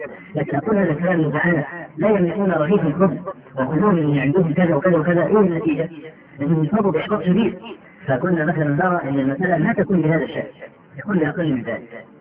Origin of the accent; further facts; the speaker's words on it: Egypt; تختلف يعني مثلا عندنا في مصر دخول البرلمان لا قيمه له